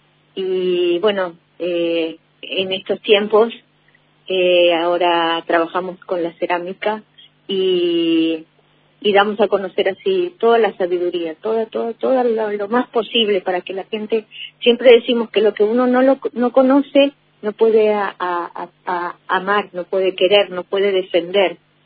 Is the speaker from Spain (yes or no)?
no; Salta, Argentina; born there; nosotros somos una familia indígena. Yo soy colla, una mujer colla nacida en la provincia de Salta.